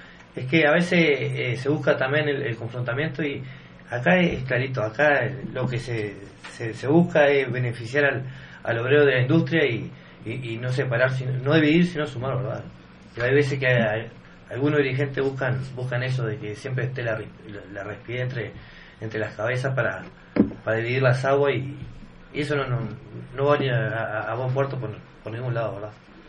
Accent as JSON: {"language": "Spanish", "region": "Florida", "country": "Uruguay", "said": "siendo que yo soy de Florida"}